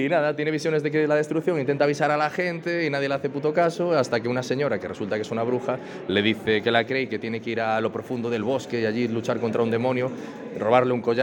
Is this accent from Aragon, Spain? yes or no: no; Lugo, Galicia, Spain; mi ciudad natal, que es Lugo.